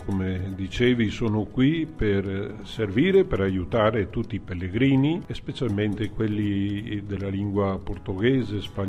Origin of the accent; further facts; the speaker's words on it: Veneto, Italy; è una realtà anche nella terra di Padova. Perciò il sacerdote del mio paese, anche lui va avanti con gli anni